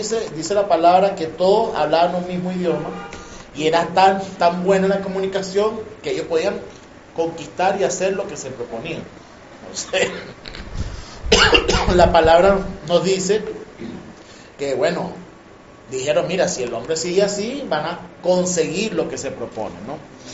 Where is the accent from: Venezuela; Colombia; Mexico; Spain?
Venezuela; Por lo menos nosotros aquí en Venezuela somos afortunados. Pues nosotros somos la licuadora de Latinoamérica. Pues nosotros tenemos una mezcla de absolutamente todo.